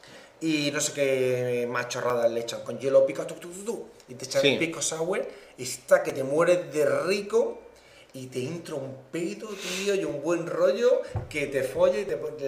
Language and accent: Spanish; Spain; No tenemos que olvidarnos de que somos españoles